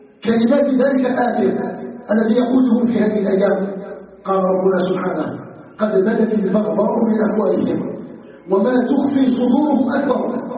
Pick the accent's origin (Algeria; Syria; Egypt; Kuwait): Algeria; أسأله تبارك وتعالى أن يجعل بلدنا الجزائر بلدا طيبا آمنا مطمئنا